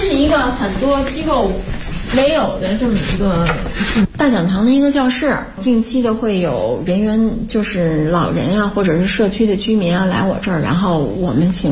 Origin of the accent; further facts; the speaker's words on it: Miyun, Beijing, China; 因为密云是我的家乡。